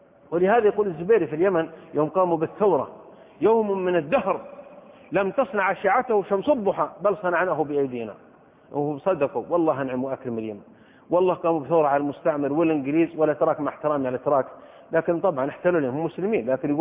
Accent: Saudi Arabia; وحضرت من السعودية مع 10 من طلبة العلم

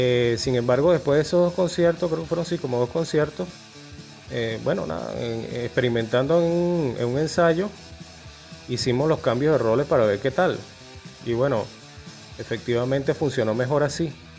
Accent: Caracas, Capital District, Venezuela; Sin embargo, yo entro en el año 94 y yo, bueno, soy de Caracas.

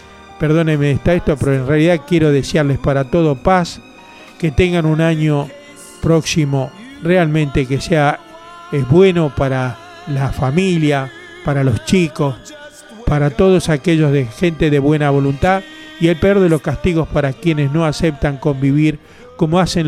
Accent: Argentina; En definitiva, somos todos argentinos.

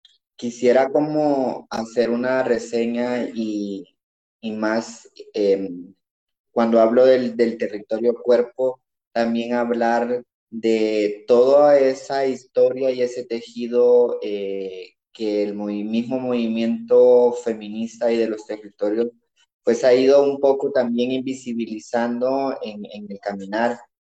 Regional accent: El Salvador; now in Guatemala; soy una mujer migrada, tengo 16 años de vivir en Guatemala, pero soy salvadoreña.

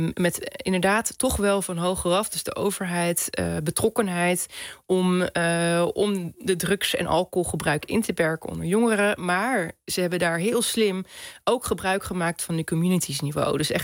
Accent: Netherlands; Maar ik denk dat wij dus als Nederlanders vrij weinig wandelen, maar heel veel even snel de fiets pakken.

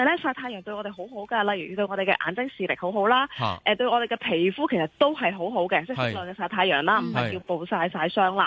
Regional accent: China; 所以咧，我哋中国人嘅传统智慧就系咁啦。

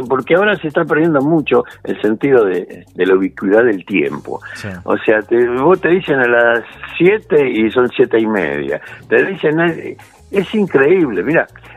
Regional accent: Argentina; Como buen argentino, llegué, sí.

